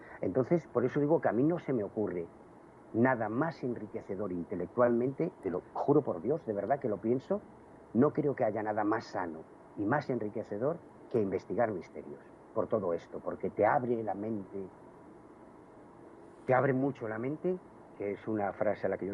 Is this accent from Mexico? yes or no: no; Galicia, Spain; yo soy gallego, yo viví, por desgracia, la llegada de la heroína a la Galicia de los años 80 y 90. Yo siempre he vivido en un barrio muy humilde, de trabajadores